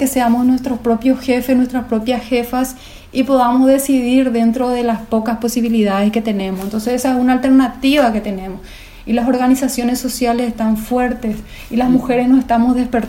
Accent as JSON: {"language": "Spanish", "town": "Berriozar", "region": "Navarre", "country": "Spain", "tie": "born or raised there", "said": "Amo Berriozar, mi vida, mi pueblo del corazón."}